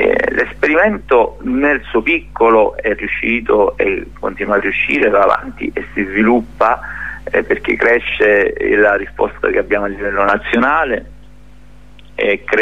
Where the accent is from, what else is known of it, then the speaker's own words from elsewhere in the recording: Nicotera Marina, Calabria, Italy; il mio paesino che è Nicotera Marina c'ha 2000 abitanti